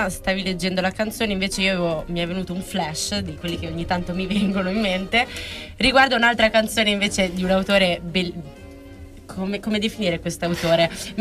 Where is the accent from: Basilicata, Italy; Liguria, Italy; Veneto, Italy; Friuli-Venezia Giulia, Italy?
Liguria, Italy; Scusa, io sono pure ligure